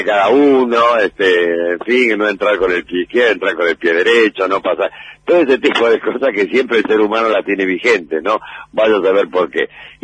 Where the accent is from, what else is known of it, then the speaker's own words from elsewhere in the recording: Rosario, Santa Fe, Argentina; moved away as an adult; now in Buenos Aires, Argentina; cuando yo me radiqué en Buenos Aires, allá por el año 68 yo vine de Rosario a ser actor